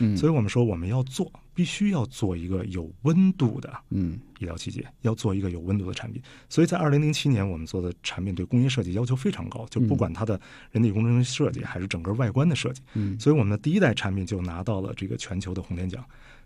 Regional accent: China; 身为中国人不够骄傲的一件事是

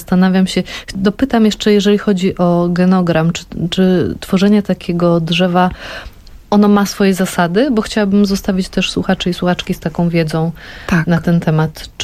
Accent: Lower Silesian Voivodeship, Poland; tak jak ja jestem z Dolnego Śląska, przesiedlenie

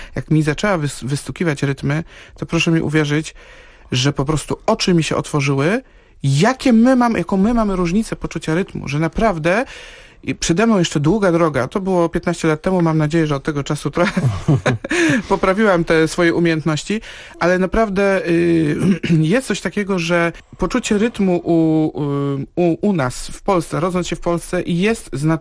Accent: Poznań, Greater Poland Voivodeship, Poland; Ja jestem z Poznania

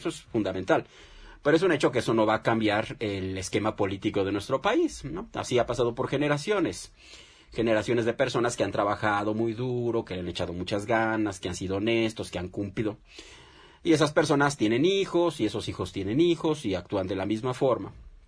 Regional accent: Mexico; nosotros como mexicanos, y lo decíamos en el programa pasado

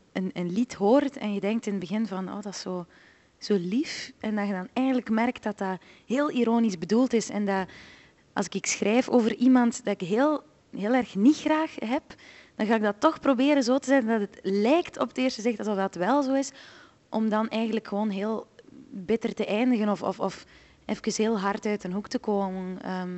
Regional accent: Flanders, Belgium; accent: West Flemish; ja, dat West-Vlaamse, die kunnen niet babbelen. Dan denk ik, ja, maar dat is gewoon, wij hebben tenminste een dialect.

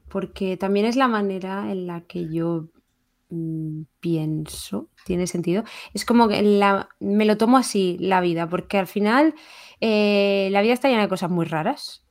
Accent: Region of Murcia, Spain; como soy de Murcia, pues esto me va a la ventaja.

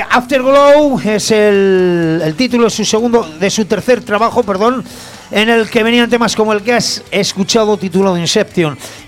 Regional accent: Zaragoza, Aragon, Spain; Y yo dije, somos de Zaragoza

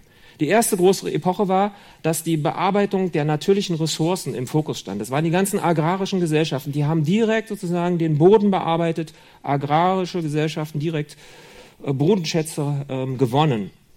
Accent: Berlin, Germany; Oder in Berlin, wo ich herkomme.

